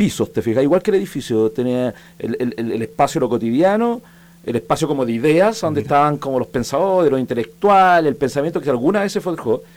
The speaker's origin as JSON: {"language": "Spanish", "town": "Ñuñoa", "region": "Santiago Metropolitan Region", "country": "Chile", "tie": "born or raised there", "said": "No, yo nací en Ñuñoa. Soy ñuñoino hasta los 18 años más o menos."}